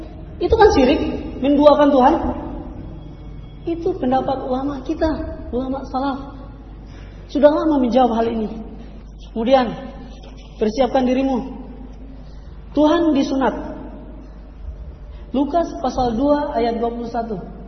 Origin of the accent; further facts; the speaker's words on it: Manado, North Sulawesi, Indonesia; Saya orang Manado, lidah saya sangat sulit untuk menyebutkan sepepeting, bukan pe, tapi po.